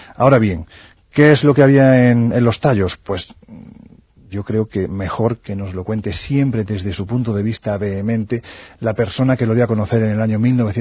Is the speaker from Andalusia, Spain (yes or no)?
yes; Jaén, Andalusia, Spain; No de Jaén, mi tierra